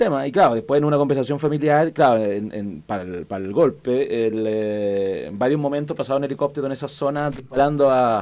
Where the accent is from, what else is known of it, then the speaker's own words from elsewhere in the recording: Ñuñoa, Santiago Metropolitan Region, Chile; No, yo nací en Ñuñoa. Soy ñuñoino hasta los 18 años más o menos.